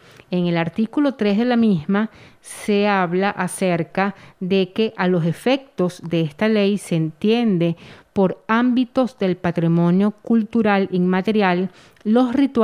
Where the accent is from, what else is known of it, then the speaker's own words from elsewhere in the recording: Venezuela; porque somos venezolanos y tenemos los ideales